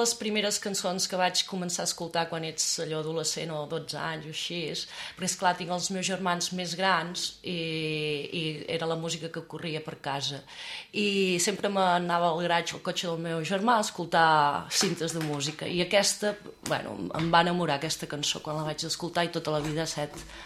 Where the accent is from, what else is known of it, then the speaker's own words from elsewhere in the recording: Salt, Catalonia, Spain; jo sóc de Salt de tota la vida, de la pastisseria de Can Font, del barri vell, del carrer Llarg, i sí, bueno, anava a les Domíniques de Salt, que era ben a prop de casa.